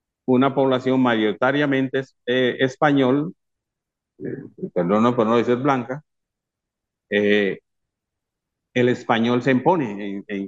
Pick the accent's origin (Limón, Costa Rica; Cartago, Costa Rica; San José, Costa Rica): Limón, Costa Rica; also born or lived in Panama; Nosotros nacimos por accidente en Panamá, después mis padres regresan a Costa Rica y nos mantenemos dentro de ese medio ambiente limonense. En esos entonces ya en los años 50, siendo chiquillos